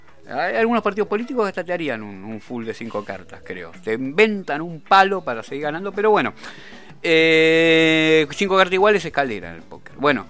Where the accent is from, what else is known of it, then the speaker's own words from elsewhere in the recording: Argentina; como ciudadanos argentinos que entendamos al FMI, no que entendamos a la Argentina